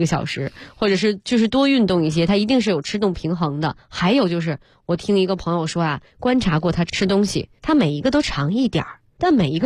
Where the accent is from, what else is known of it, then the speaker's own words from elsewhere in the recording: China; 那一般这种我们中国人也都是晚餐感觉是最大的一餐